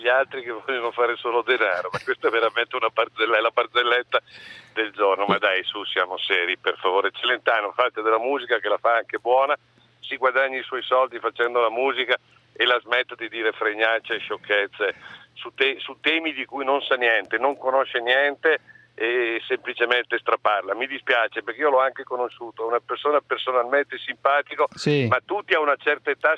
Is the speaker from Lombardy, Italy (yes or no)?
yes; Lombardy, Italy; born there; io sono nato nell'Alta Valseriana, provincia di Bergamo, sono molto più pedemontano, padano, eccetera, eccetera, di lui.